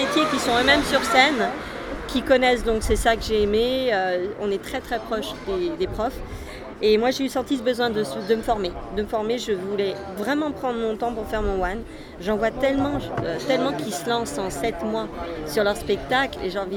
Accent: Paris, Île-de-France, France; born there; Je suis née à Paris

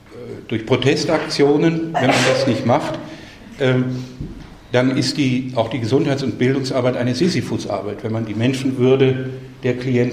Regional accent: Carinthia, Austria; Vor allem in Kärnten, wo ich herkomme, nicht?

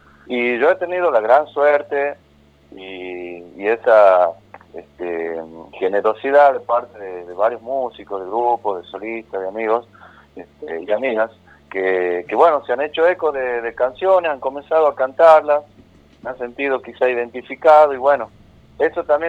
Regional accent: Las Talitas, Tucumán, Argentina; Yo estoy viviendo en Las Talitas, me hemos radicado acá de pequeño, pero mi familia es oriunda de San Pedro de Colalao, entonces estamos también siempre conectados con lo que sería San Pedro de Colalao, el Valle, pero yo actualmente resido en Las Talitas, mi querida ciudad de Las Talitas.

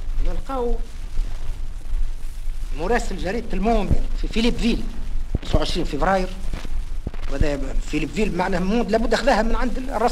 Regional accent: Tunisia; أقول هذا الكلام لا بصفتي تونسي فقط

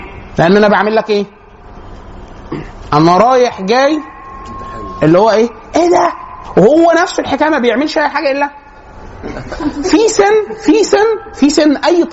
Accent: Egypt; فالبيئات عشان كده مثلا احنا عندنا في مصر يكثر جدا الشخصيه الهستيريه

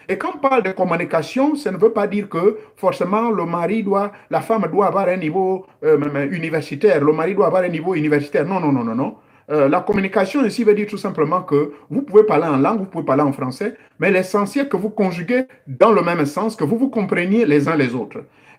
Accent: Gabon; Oyo, comme nos mamans de Chibanga font chez nous au Gabon.

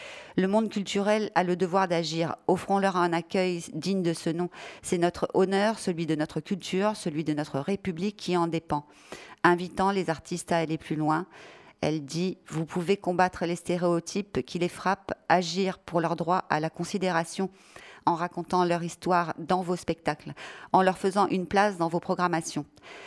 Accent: France; Les images de la jungle de Calais nous hantent en tant que Français

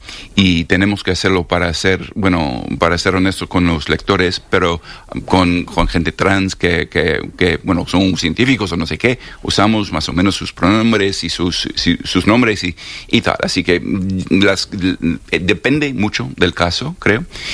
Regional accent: New York, United States; also born or lived in Berlin, Germany; Y yo dije, soy de Nueva York.

